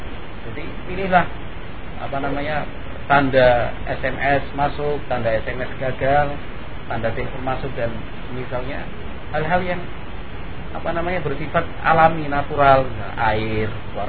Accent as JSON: {"language": "Indonesian", "region": "Java", "country": "Indonesia", "said": "kalau kita orang Jawa bilang bebek"}